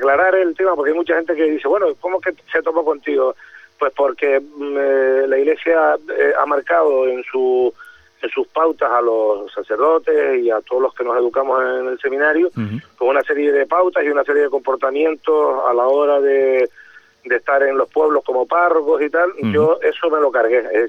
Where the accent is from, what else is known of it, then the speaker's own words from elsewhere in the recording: Güímar, Canary Islands, Spain; nombro todo lo que es mi infancia aquí en Güímar, lo que fue una infancia muy feliz